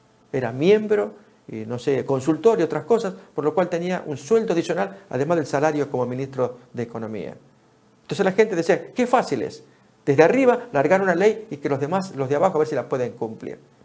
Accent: Argentina; Años atrás, en Argentina, en mi país, hubo una crisis económica tal que hubo que devaluar el dinero

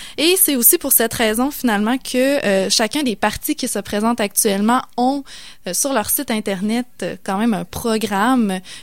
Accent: Quebec, Canada; on peut peut-être, pour certains, se sentir moins concerné par les présentes élections en tant que Québécois

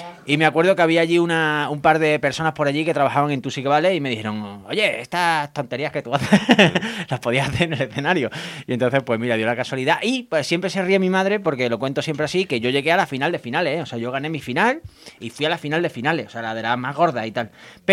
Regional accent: Córdoba, Andalusia, Spain; Y mira que yo soy de Córdoba y debería estar acostumbrado

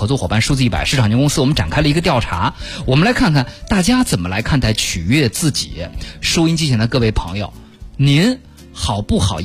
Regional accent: China; 好像这是我们中国人心目中固有的一个衡量事情的标准。

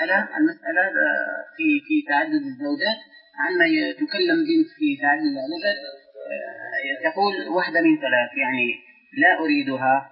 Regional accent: Algeria; هذا كلام سائر عندنا في الجزائر.

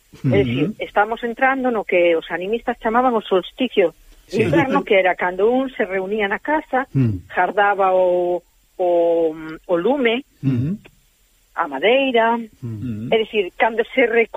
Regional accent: Carril, Galicia, Spain; como eu son de Carril, será da Ameixas.

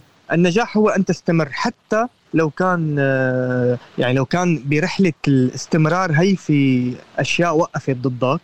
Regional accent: Syria; moved away as an adult; لما طلعت من سوريا فقدت الآخر

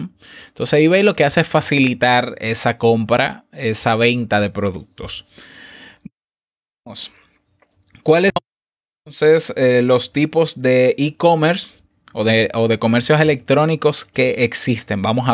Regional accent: Dominican Republic; Y en mi país, por ejemplo, República Dominicana

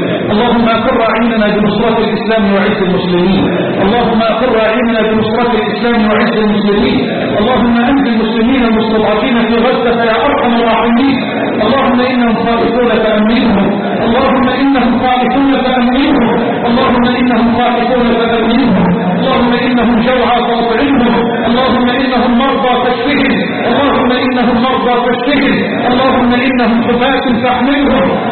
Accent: Egypt; اللهم اجعل بلدنا مصر راحة للأمن والأمان.

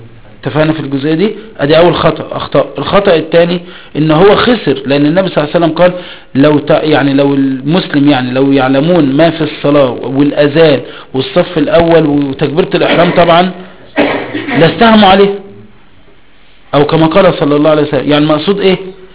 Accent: Egypt; فخلينا في مصر، في مصر بقى بلدنا مصر

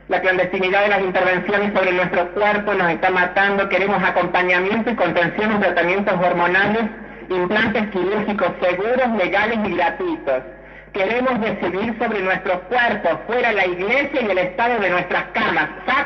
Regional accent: Córdoba, Argentina; Bueno, yo soy de Córdoba

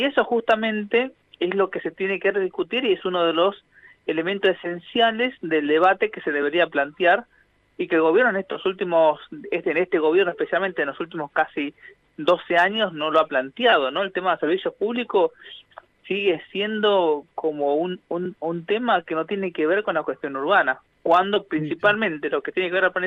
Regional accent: Buenos Aires, Argentina; tenemos como cuestiones importantes que debatir como comunidad porteña

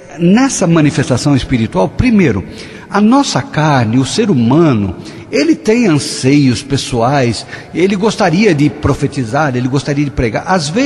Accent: Paraíso do Norte, Paraná, Brazil; Eu sou lá de Paraíso do Norte.

